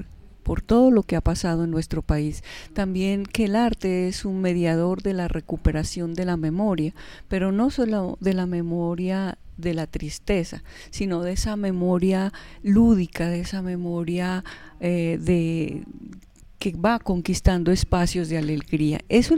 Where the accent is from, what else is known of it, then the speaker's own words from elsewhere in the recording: Pasto, Nariño, Colombia; yo vengo desde la ciudad de Pasto.